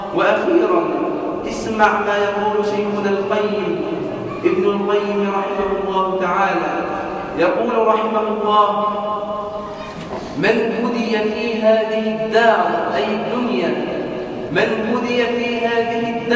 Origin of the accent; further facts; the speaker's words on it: Egypt; اللهم اجعل بلدنا مصر